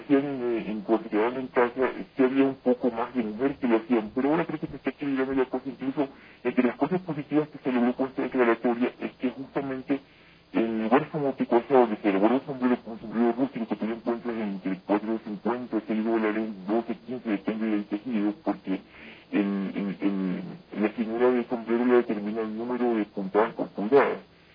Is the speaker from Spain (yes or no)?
no; Ecuador; Somos manaditas, somos ecuatorianos todo y todo, es parte de un territorio